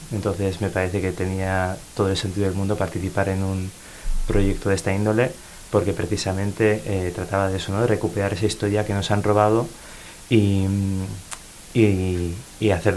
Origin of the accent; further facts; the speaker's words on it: San Sebastián, Basque Country, Spain; Yo soy de Donostiarra